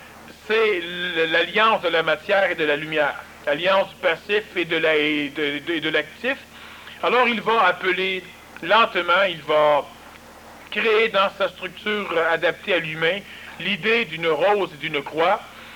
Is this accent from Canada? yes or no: yes; Quebec, Canada; Mais, nous sommes québécois, le Québec et nous autres.